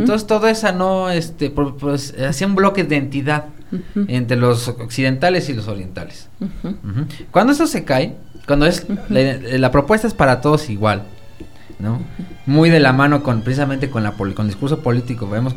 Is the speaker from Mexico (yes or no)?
yes; Mexico; nosotros, como mexicanos, en nuestra realidad